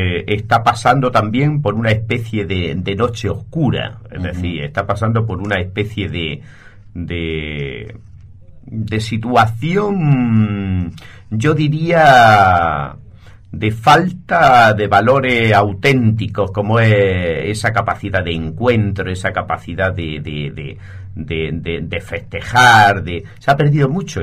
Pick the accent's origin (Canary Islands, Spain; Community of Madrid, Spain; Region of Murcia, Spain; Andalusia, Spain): Andalusia, Spain; Purchena; Un pueblito que está en la comarca del Mármol, en la provincia de Almería, dentro de lo que es la autonomía, nuestra autonomía de Andalucía.